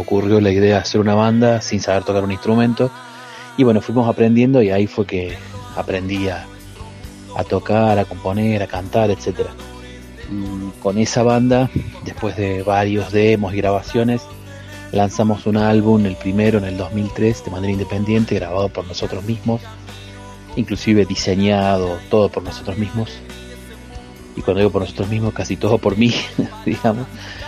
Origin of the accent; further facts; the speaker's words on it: Villa Giardino, Córdoba, Argentina; now in Santa María de Punilla, Argentina; soy oriundo de Villa Giardino, ahora radicado en Santa María de Punilla, la provincia de Córdoba.